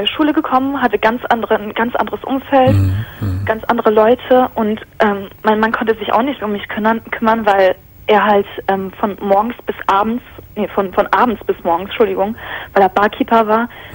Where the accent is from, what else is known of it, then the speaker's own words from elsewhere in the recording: Hamburg, Germany; weil ich aus Hamburg komme. Ich bin gebürtige Hamburgerin.